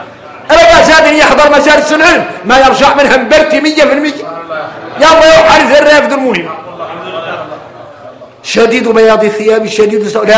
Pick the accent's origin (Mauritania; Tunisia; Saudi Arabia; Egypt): Mauritania; انا موريتاني